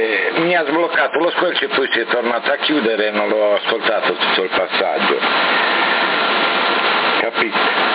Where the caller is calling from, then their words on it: Sardinia, Italy; qui siamo nel nord della Sardegna, la città di Sassari